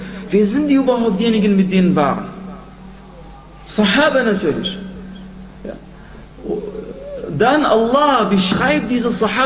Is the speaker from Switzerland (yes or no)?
no; Iraq; Ach, ich komme aus dem Irak, ich kenne diese Leute.